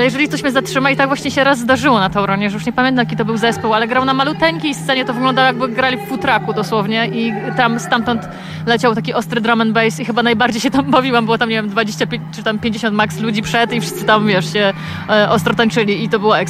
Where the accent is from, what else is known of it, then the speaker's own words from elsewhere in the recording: Katowice, Silesian Voivodeship, Poland; ze Śląska bis, albo podkreślone, boltowane. Tak, tak, no jestem z Katowic, także jestem u siebie dzisiaj.